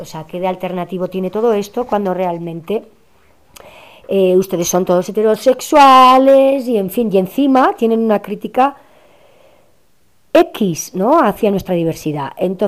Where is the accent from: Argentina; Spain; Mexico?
Spain; Basque Country; encima yo, que vengo de Euskal Herria, con todo este tema del terrorismo y tal